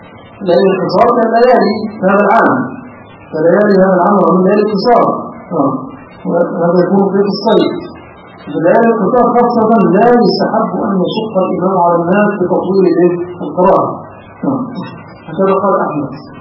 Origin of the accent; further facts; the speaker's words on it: Egypt; هذا مشهور عندنا في مصر